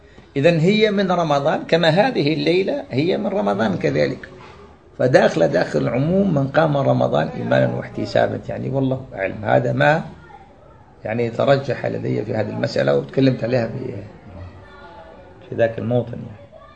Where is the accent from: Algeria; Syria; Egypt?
Algeria; كما سموها عندنا في الجزائر الكاشكاش